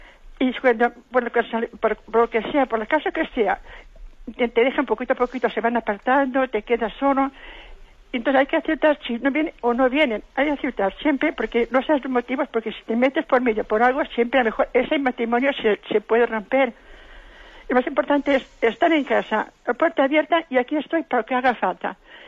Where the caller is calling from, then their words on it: Valencia, Spain; de Valencia.